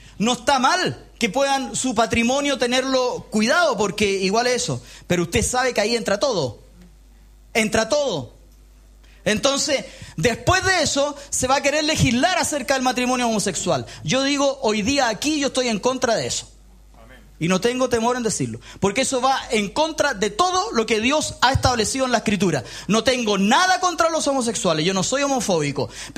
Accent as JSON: {"language": "Spanish", "country": "Chile", "said": "¿qué podemos decir que como chileno medio somos felices?"}